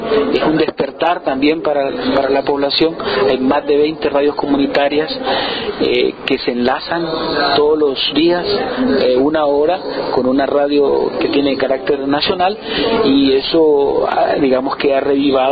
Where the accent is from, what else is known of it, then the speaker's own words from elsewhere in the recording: Valle de Ángeles, Francisco Morazán, Honduras; soy de Valle de Ángeles, un municipio de Honduras, en Centroamérica.